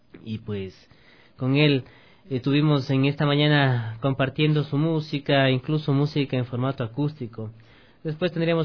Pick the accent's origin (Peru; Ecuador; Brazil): Ecuador; nos enorgullecía como ecuatorianos que una ecuatoriana forme parte de una agrupación de corte internacional